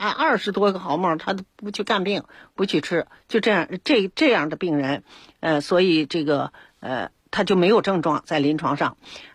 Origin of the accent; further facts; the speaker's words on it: China; 因为我们中国人现在是生活太好了，吃什么有什么